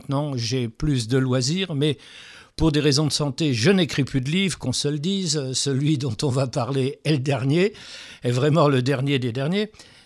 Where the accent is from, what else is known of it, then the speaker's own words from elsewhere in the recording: Nancy, Grand Est, France; Je suis né à Nancy en 1945 d'un père vosgien et enseignant et d'une mère franc-comtoise et mère au foyer, ancienne ouvrière. Donc une famille à la fois de paysans du côté paternel et ouvrière du côté maternel.